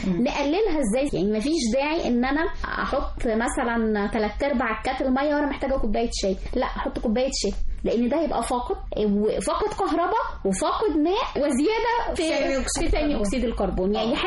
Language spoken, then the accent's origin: Arabic; Sharqia Governorate, Egypt; يعني إحنا عندنا في الشرقية